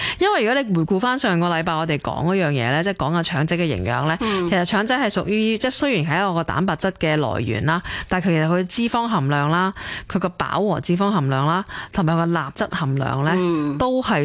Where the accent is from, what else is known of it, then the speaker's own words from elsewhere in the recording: Hong Kong; 我哋香港人有度好幸福咧，就系我哋嘅超级市场咧，